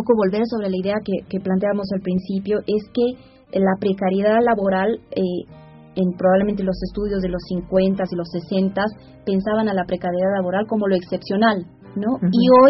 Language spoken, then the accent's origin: Spanish; Bolivia; nosotros como bolivianos no tendemos a pensarnos como migrantes